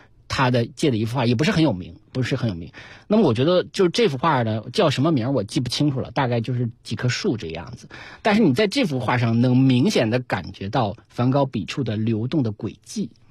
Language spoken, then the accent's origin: Chinese; China; 他可能也看着我是个中国人